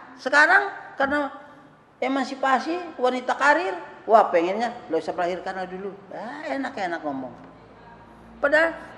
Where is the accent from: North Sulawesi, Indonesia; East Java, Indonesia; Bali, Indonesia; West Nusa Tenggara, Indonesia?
West Nusa Tenggara, Indonesia; Enggak, saya dari Sumbawa sana. Tidak ada niat ke sini nikah.